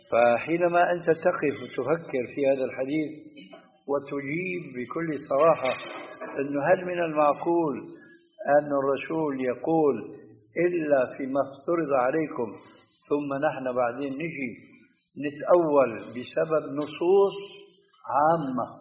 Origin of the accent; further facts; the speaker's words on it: Syria; كما يقولون عندنا في الشام بدنا نصطح